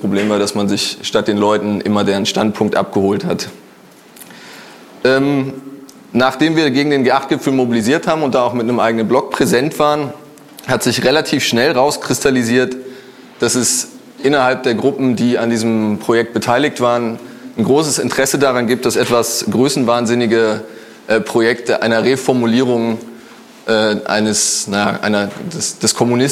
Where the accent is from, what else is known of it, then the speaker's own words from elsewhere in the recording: Frankfurt, Hesse, Germany; Ich komme aus Frankfurt.